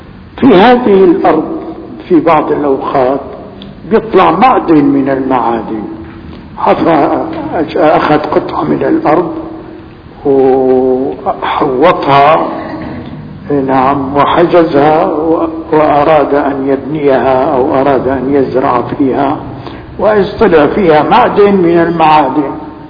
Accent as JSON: {"language": "Arabic", "town": "Damascus", "region": "Damascus Governorate", "country": "Syria", "said": "فالفيجة في الحقيقة نعمة كبيرة عندنا في دمشق."}